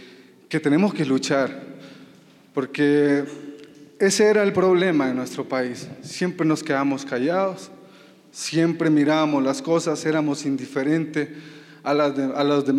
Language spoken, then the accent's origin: Spanish; Nicaragua; now in Mexico; tuve la palabra, el valor, de poderles comunicar nuestro dolor como nicaragüense, como muchos que estamos siendo perseguidos simplemente por el derecho de protestar. Yo en México, pues, entré el 3 de diciembre